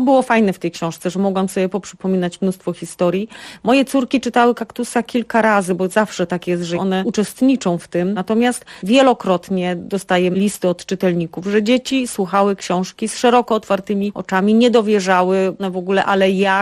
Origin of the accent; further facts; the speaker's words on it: Katowice, Silesian Voivodeship, Poland; ja w dzieciństwie mieszkałam w Katowicach